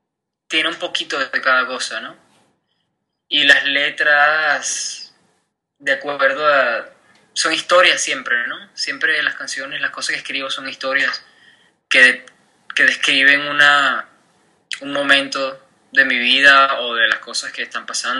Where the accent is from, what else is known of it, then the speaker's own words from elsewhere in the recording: Venezuela; also born or lived in Europe; now in New York, United States; Soy venezolano, vivo en Nueva York desde hace 3 meses, más o menos.